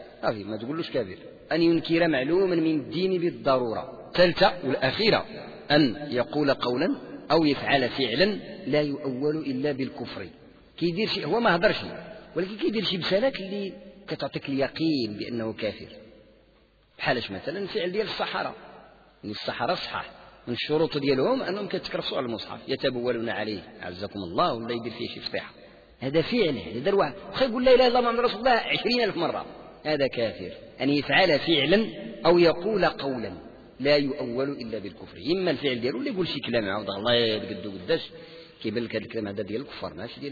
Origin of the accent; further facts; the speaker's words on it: Morocco; يعني حنا مغاربة عندنا ديك الذمة عندها معنى إيجابي